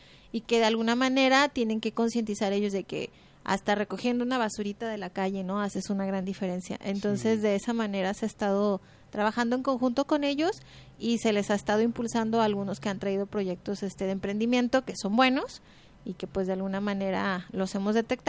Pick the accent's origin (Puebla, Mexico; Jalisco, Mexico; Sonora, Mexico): Jalisco, Mexico; Guadalajara; Soy de aquí de Guadalajara